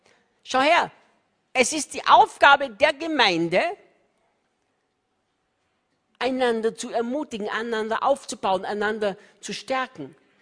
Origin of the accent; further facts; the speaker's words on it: Austria; Ich bin Österreicher, hatte nichts gegen die Schweiz, niemals. Wir Österreicher denken, die Schweiz ist ein geniales Land.